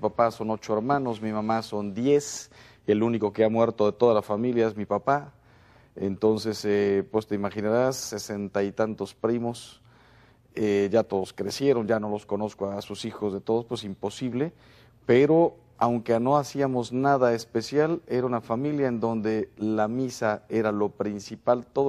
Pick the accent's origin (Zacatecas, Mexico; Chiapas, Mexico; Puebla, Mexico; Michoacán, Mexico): Puebla, Mexico; Yo soy de Puebla, México. Nací en el 1966 en el seno de una familia normalísima.